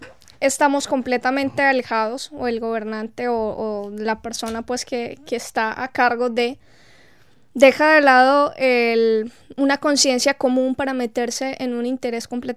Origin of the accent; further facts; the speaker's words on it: Colombia; tanto a nivel universitario como a nivel de prepa o bachillerato, como claro, decimos en Colombia